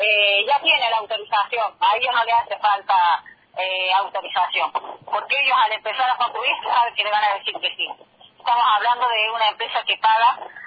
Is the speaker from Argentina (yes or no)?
yes; Argentina; nosotros no somos de Malvinas, Argentina, somos de la República Argentina. Somos todos argentinos